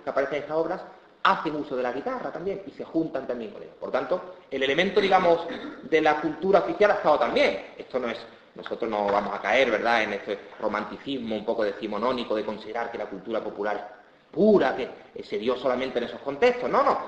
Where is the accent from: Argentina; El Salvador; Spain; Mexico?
Spain; Seville, Andalusia; los sevillanos, que somos todos barrocos, yo soy también sevillano, y soy más barroco que muchos, pues soy del Betis